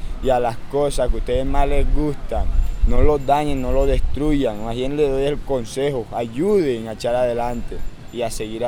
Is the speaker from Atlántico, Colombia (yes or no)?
no; Valledupar, Cesar, Colombia; Y no lo niego, sí, soy de Valledupar, nací en Valledupar